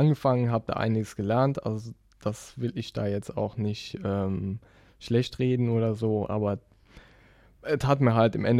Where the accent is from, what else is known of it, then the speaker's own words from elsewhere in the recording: Rhineland-Palatinate, Germany; now in Hamburg, Germany; Nee, wie man vielleicht an meinem wunderbaren Dialekt hört. Ich komme aus der Eifel. Ganz tief ohne Wald. Nee, ist unter Köln.